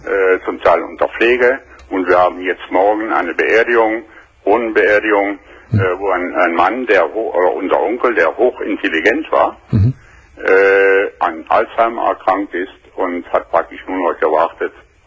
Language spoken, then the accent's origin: German; Aachen, North Rhine-Westphalia, Germany; Ich melde mich zwar aus Franken, aber ich bin ein Rheinländer und komme aus Aachen.